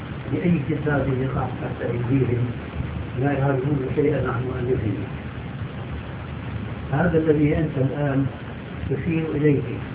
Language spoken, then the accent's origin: Arabic; Saudi Arabia; في مثل عام عندنا في السعودية